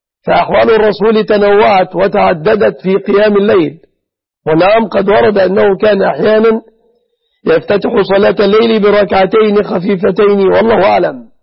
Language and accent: Arabic; Egypt; بلادنا مصر